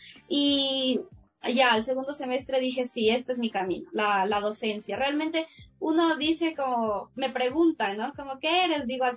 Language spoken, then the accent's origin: Spanish; Cuba; moved away; yo cuando vine de Cuba, pues no tenía computadora, porque dije, ya para qué, de hecho la vendía ya en Cuba, y vine así, como si nada